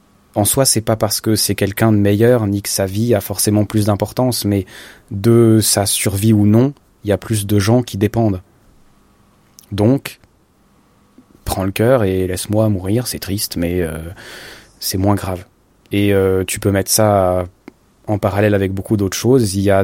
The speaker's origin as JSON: {"language": "French", "country": "Switzerland", "tie": "born or raised there", "said": "moi, je me rappelle toujours quand j'étais petit, en Suisse, je viens d'une ville, mais qui serait appelée un village, peut-être, hein, de 14 000 habitants"}